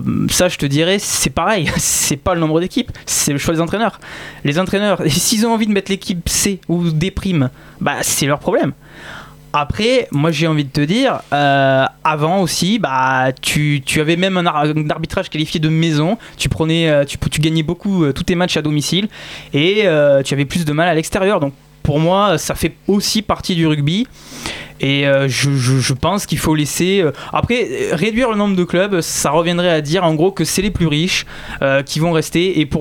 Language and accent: French; Occitanie, France; Moi, j'ai été biberon au rugby, je suis du Biterrois.